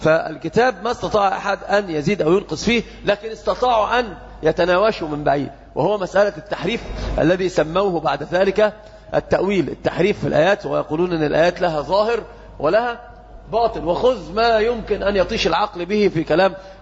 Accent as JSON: {"language": "Arabic", "country": "Egypt", "said": "وهذا انتشر جدا عندنا في مصر"}